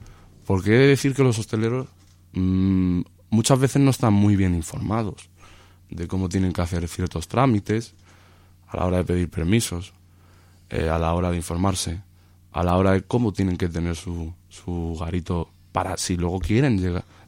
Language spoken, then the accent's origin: Spanish; Toledo, Castilla-La Mancha, Spain; Y tú como toledano, al igual que yo